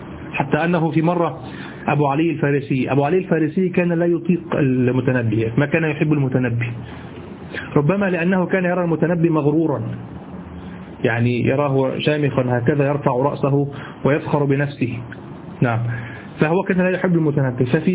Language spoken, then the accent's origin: Arabic; Egypt; accent: Egyptian; كما تقول أنت لشخص في لهجتنا المصرية مثلا